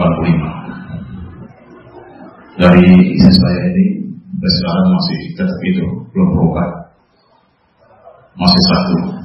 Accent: Jakarta, Indonesia; born there; lahir di Jakarta 28 Mei tahun 60. Jadi sekarang baru 56, mau 57.

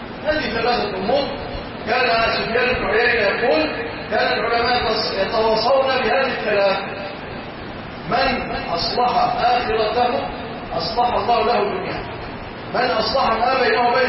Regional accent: Egypt; اللهم اجعل بلادنا مصر أمنا أمانا سلاما رخاء

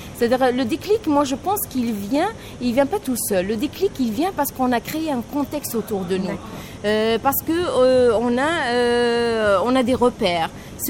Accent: Algiers, Algiers Province, Algeria; also born or lived in N'Gaous; j'ai vraiment grandi à Alger. Mes parents habitaient avant ma naissance à Alger. Donc, si je suis née à Ngaos, c'est parce que mes parents, ils sont d'origine là-bas.

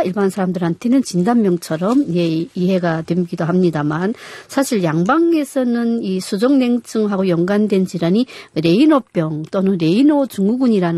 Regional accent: North Korea; now in South Korea; 예, 그만큼 한국은 북한보다는 훨씬 따뜻하고요.

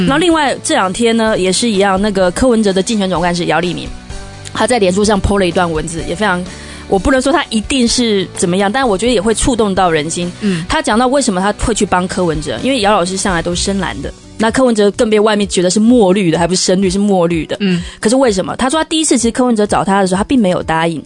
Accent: Taiwan; 我作为台湾人

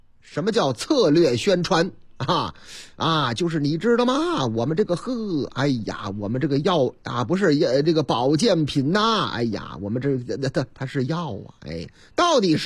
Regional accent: Zhucheng, Shandong, China; 话说我老家山东诸城，说当地呀

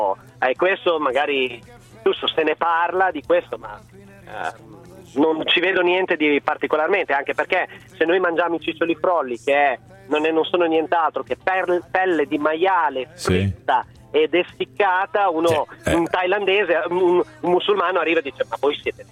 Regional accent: Emilia-Romagna, Italy; io sono un emiliano, si utilizza tutto del maiale

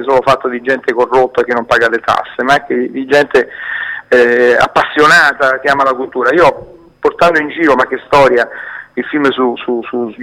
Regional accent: Lazio, Italy; tornando ancora una volta nella mia terra, che è quella Pontina, sebbene io sia di origine napoletana

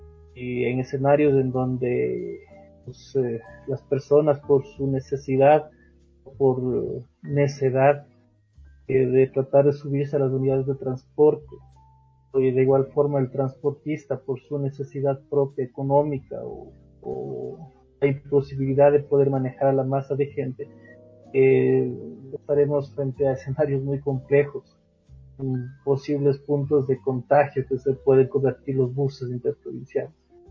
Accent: Ecuador; Cuando deberíamos tener como ciudadanos, como ecuatorianos, una imagen pública de alguien que nos transmita cifras en las cuales podamos confiar

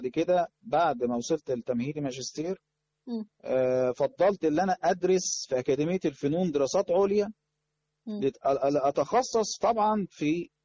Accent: Cairo, Cairo Governorate, Egypt; انا طبعا يعني من مواليد الدرب الاحمر، عشت حياتي طبعا في المنطقه ديت،

